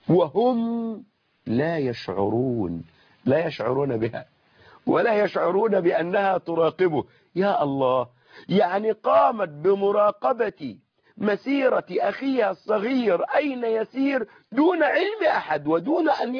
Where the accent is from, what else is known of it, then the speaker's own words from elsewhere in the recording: Egypt; ونحن يعني كمصريين أو كعرف بيننا أن الرجل إذا تزوج المرأة